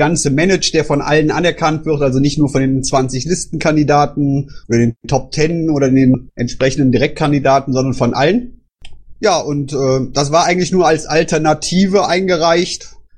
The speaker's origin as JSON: {"language": "German", "town": "Düsseldorf", "region": "North Rhine-Westphalia", "country": "Germany", "said": "ob wir als Düsseldorfer das halt machen wollten"}